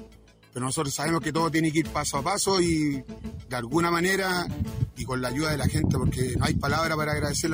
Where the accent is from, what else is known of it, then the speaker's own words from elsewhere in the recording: Quintero, Valparaíso, Chile; soy de la Toma del Sauce. Acá en el sector somos 30 familias.